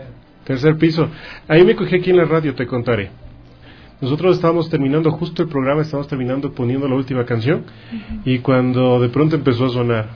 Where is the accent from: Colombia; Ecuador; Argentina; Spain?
Ecuador; nosotros como ecuatorianos, nosotros que vivimos en justo en la unión de la placa tectónica del Pacífico con la placa tectónica de Nazca